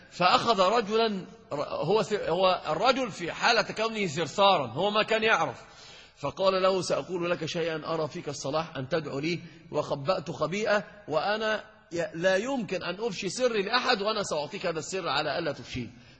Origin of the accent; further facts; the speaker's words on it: Egypt; انت عندنا في مصر اذا تكلمت عن الصحراء